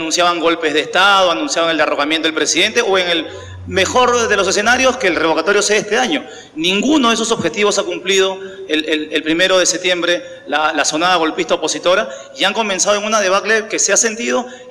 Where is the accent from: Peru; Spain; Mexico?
Peru; Mi presidente, si le puedo llamar mi presidente, que le quiere dar consejos a todo el mundo, no se acuerda que la constitución por la cual está regida el Perú